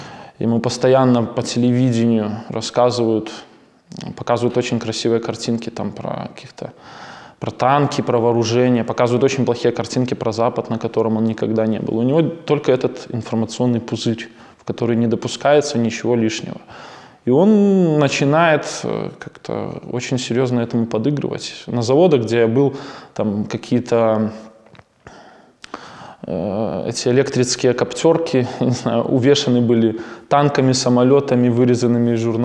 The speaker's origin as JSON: {"language": "Russian", "country": "Belarus", "said": "Ну, потому что мы ощущаем, что мы все-таки белорусы, у нас своя страна."}